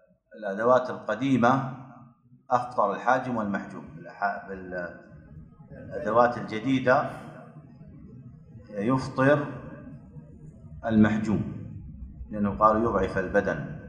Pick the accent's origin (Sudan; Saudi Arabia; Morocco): Sudan; Omdurman, Khartoum; عندنا في أم درمان مركز تحفيظ القرآن للنساء